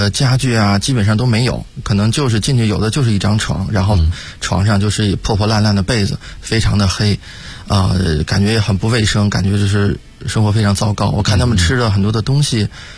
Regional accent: Beijing, China; 以前作为北京人，我们就是去的都是中关村啊、度假村呐、啊。

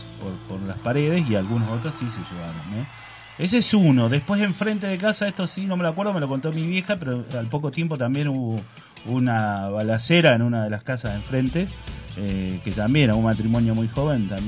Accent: La Plata, Buenos Aires Province, Argentina; also born or lived in Hudson; yo vivía en La Plata. Yo nací en el 71, viví en La Plata hasta el 70 y... 78 creo que fue. El 77. En el 77 me mudé a Hudson.

